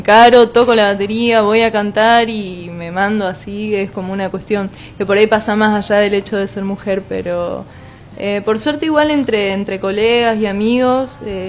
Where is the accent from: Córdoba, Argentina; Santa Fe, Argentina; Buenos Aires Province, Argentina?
Santa Fe, Argentina; Esperanza; now in Santa Fe, Argentina; yo soy en realidad de Esperanza y me vine acá a estudiar